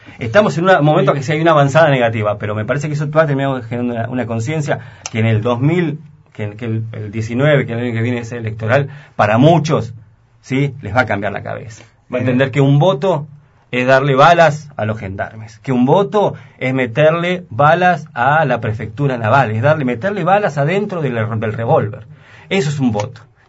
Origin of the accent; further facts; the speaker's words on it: El Bolsón, Río Negro, Argentina; la zona de donde yo soy, la zona del Bolsón